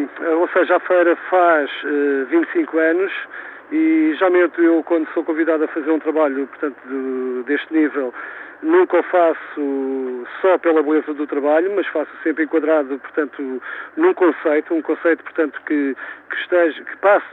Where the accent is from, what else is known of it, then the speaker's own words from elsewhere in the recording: Oliveira do Hospital, Coimbra, Portugal; sou de Oliveira do Hospital e fiquei bastante contente por ser convidado a participar